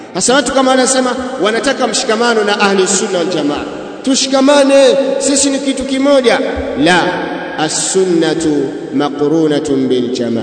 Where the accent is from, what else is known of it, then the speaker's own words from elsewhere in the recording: Mwanza, Tanzania; sisi ndugu zenu katika mji wa Mwanza, sababu mimi natokea Mwanza